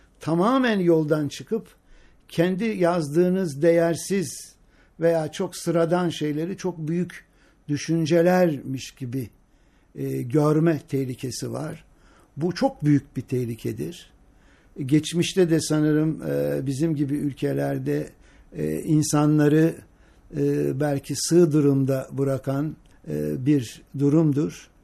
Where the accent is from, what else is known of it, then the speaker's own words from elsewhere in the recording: Sandıklı, Afyonkarahisar, Turkey; Ben bir Ege liyim, yani tam iç Ege diyelim. Sandıklılıyım. Afyon, evet. Afyon Sandıklılıyım ve o Sandıklılı olmam benim her hayatımın her alanına girmiştir.